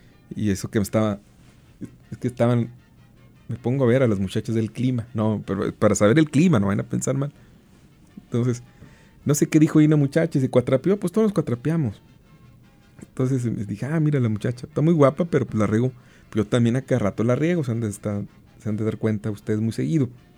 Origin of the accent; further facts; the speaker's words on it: Santa Catarina, Nuevo León, Mexico; yo vivo en Santa Catarina, yo nací en Santa Catarina. Por el lado de mamá, uy, pues ahí tenemos anclados estos 440 y tantos años.